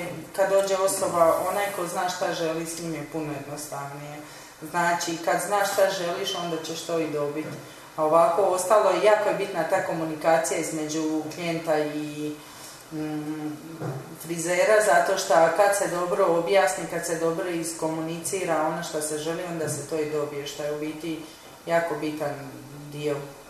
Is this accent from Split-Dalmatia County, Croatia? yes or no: yes; Split, Split-Dalmatia County, Croatia; Ja sam iz Splita, tako da sam radila u Splitu dugo godina.